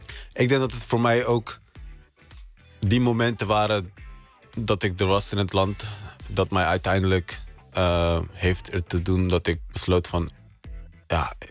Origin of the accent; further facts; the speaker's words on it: Netherlands; Ik heb hier gestudeerd, ik ben hier opgegroeid.